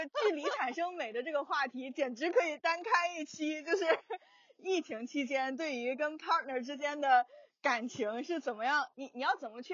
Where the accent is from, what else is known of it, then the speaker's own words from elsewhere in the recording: China; 我自己作为一个中国人，可能就是有的时候我们不是很好意思问的那么清楚